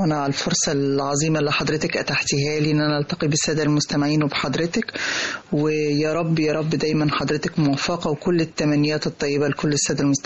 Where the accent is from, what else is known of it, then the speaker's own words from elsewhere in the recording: Egypt; الريف المصري. انا من سنوات عمري الاولى برجع ازور قريتي كل اجازة صيفية، واحيانا اكتر من مرة في السنة حتى في الشتاء